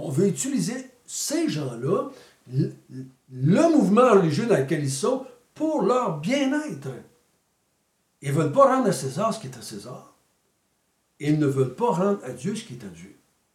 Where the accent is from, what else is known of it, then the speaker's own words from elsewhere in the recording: Quebec, Canada; Moi, j'ai été élevé au Québec, dans l'Église catholique.